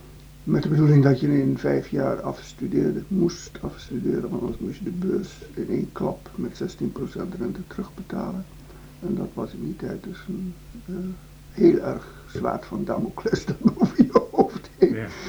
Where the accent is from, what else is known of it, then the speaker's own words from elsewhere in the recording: East Java, Indonesia; moved away as an adult; now in Netherlands; Ik ben geboren in Indonesië, heb daar mijn middelbare schoolopleiding gehad, eindexamen HBS in Surabaya gedaan, op de HBS.